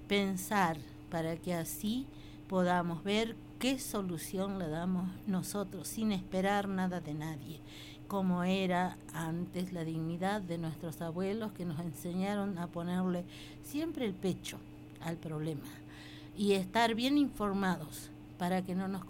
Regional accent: Jujuy, Argentina; en la Puna, de donde yo soy, de la cuenca de los Pozuelos, se han preocupado mucho en dejarnos totalmente aislados, marginados

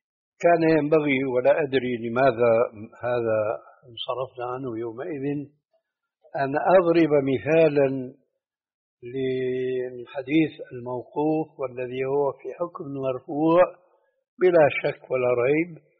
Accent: Syria; عندنا في سوريا

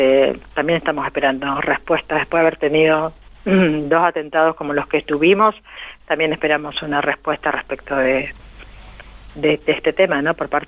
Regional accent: Argentina; nosotros como argentinos no nos tenemos que olvidar.

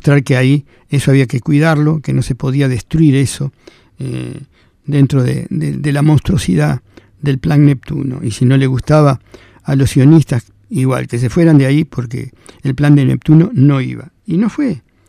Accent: Argentina; Si yo soy argentino y vivo en Argentina

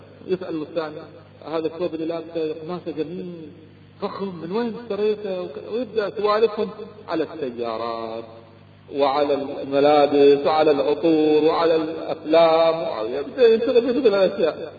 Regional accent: Kuwait; أذكر أحد التجار عندنا في الكويت كان يبيع الغترة

